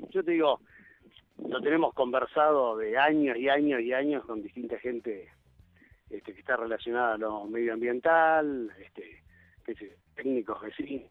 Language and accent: Spanish; Buenos Aires, Argentina; yo en realidad soy de Buenos Aires. Hace 15 años viví en Los Cocos, más allá que toda la vida he venido a Los Cocos porque la familia tiene una casa de veraneo.